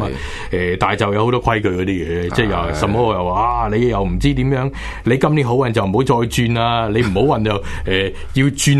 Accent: Hong Kong; 咁唔好话我哋香港人啦

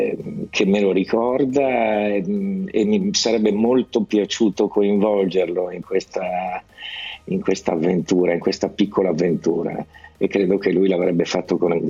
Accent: Lombardy, Italy; accent: Milanese; poi fatto scattare la cosa del milanese, cioè del dialetto. Io tra l'altro non avevo mai cantato nel mio dialetto

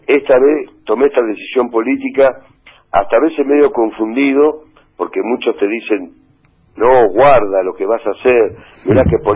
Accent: Benito Juárez, Buenos Aires Province, Argentina; born there; Y soy nacido acá en Juárez.

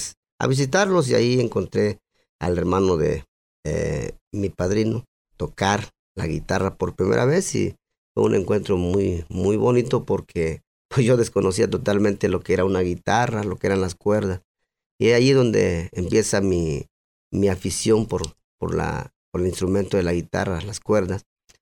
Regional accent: San Juan Colorado, Mexico; mi infancia pues fue en mi tierra natal, San Juan, Colorado, al cual yo pertenezco, gracias a mis progenitores, mi padre y mi madre.

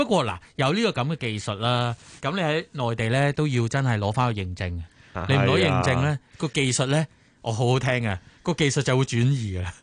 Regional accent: Canada; 有啲牌子咧，我細個喺加拿大飲嗰啲咧

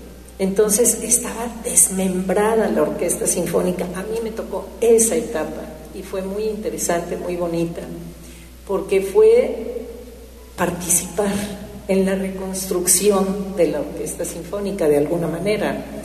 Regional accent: Xalapa, Veracruz, Mexico; born there; yo nací aquí en Jalapa, precisamente el día que mi papá dio un concierto en Jalapa

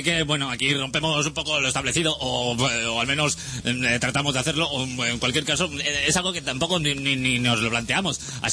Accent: Catalonia, Spain; Pues se supone que como catalán que soy, pocas

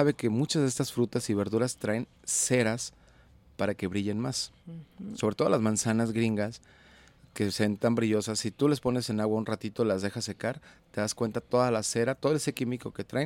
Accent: Juanacatlán, Jalisco, Mexico; Yo hacía una referencia a mi pueblo, Juanacatlán

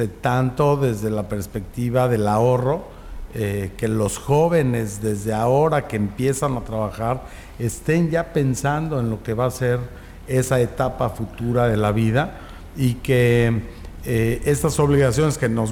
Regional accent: Mexico; born there; pues lo tenemos que hacer nosotros, gente que nacimos en México.

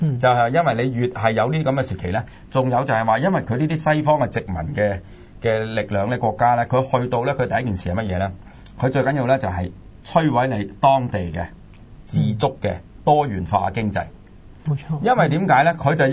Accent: China; 就係我哋中國人嚟嘅

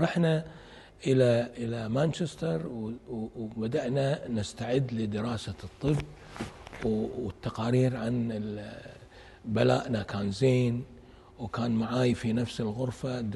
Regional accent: Kuwait; أروح أرجع إلى ديرتي الكويت وأقرأ

